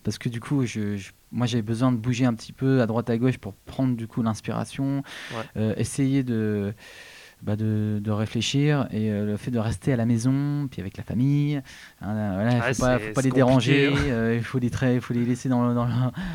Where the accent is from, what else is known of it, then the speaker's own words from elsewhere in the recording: Hauts-de-France, France; j'étais d'origine du Nord, donc j'ai commencé